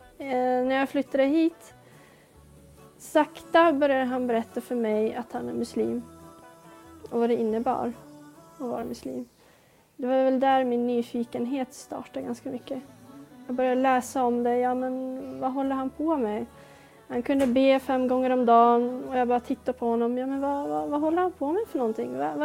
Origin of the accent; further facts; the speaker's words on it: Norrland, Sweden; Jag var 16 år. Jag bodde inte i Stockholm överhuvudtaget. Jag kommer inte från Stockholm utan jag kommer från norr i landet.